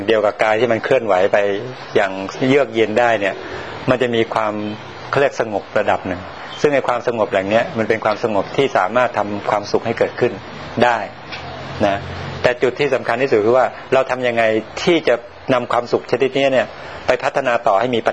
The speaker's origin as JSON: {"language": "Thai", "region": "Sukhothai", "country": "Thailand", "tie": "born or raised there", "said": "ผมกลับไปบ้านผมอยู่สุโขทัยนะบ้านนอกเนี่ยนะ"}